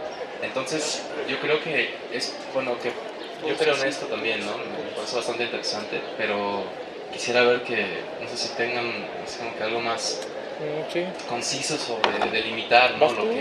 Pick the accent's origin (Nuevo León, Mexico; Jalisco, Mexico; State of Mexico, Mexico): Jalisco, Mexico; Guadalajara; yo vengo de Guadalajara